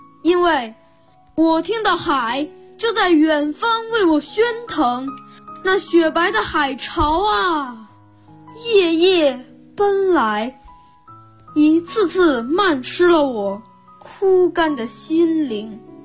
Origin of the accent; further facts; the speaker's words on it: Beijing, China; 我是来自北京市海淀区